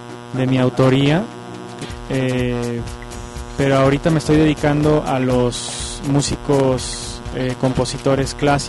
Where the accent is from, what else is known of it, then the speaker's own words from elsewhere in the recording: Mexico; siendo mexicano y teniendo el corazón mexicano.